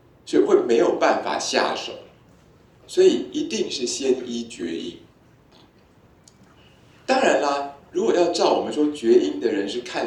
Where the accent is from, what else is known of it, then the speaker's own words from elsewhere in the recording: Taiwan; 这也完全不是我们台湾人会讲的一种语言啊，